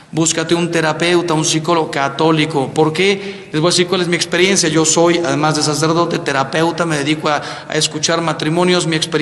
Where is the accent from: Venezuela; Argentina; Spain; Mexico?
Mexico; y yo soy mexicano